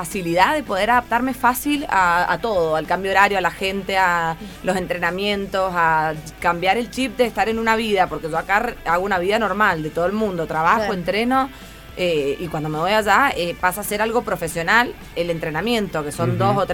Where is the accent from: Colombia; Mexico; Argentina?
Argentina; Somos 6 argentinas, sí.